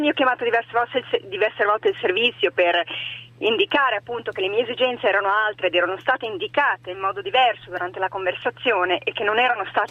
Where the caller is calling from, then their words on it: Turin, Piedmont, Italy; buongiorno. Siamo da Torino.